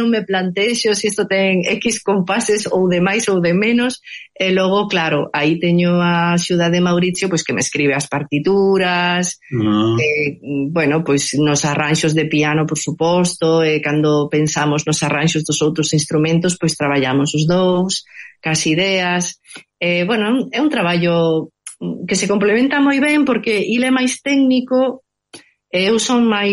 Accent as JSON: {"language": "Galician", "town": "Covas", "region": "Galicia", "country": "Spain", "said": "que sabedes que eu son do Couto Misto, é de Covas, dos Blancos, non?"}